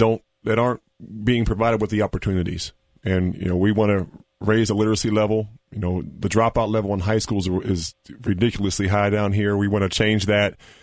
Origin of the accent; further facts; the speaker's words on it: Pittsburgh, Pennsylvania, United States; I was a big Steeler fan growing up in Pittsburgh.